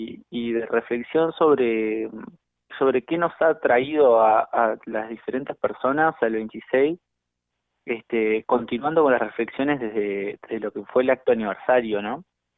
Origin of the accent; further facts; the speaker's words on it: Montevideo, Uruguay; en particular yo soy de La Teja, estábamos con los compañeros acá en La Teja